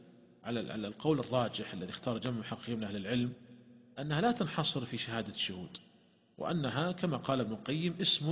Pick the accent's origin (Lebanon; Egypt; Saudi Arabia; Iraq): Saudi Arabia; ولهذا عندنا في المملكة العربية السعودية هناك قرار صادر مجلس الوزراء